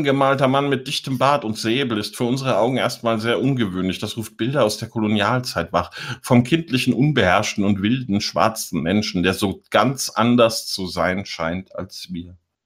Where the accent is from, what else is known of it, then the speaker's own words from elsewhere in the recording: Biedenkopf, Hesse, Germany; Und ich komme aus Biedenkopf in Hessen.